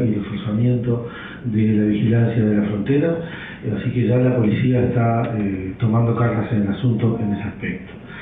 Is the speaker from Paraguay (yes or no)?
no; Uruguay; Somos muy uruguayos en este aspecto y somos bastante distraídos a la hora de tomar este tipo de medidas.